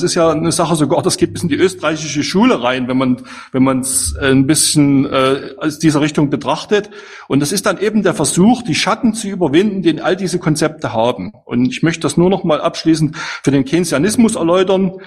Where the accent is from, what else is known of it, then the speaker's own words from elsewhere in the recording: East Germany, Germany; als Ossi ganz verrückt, dass man jetzt so 30 Jahre später seinem Staatsbürgerkundelehrer recht gibt